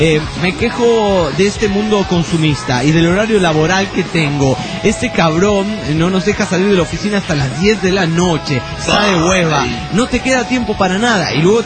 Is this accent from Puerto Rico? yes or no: no; Salta, Argentina; de Salta, Argentina. Y ahora estoy en París por un mes.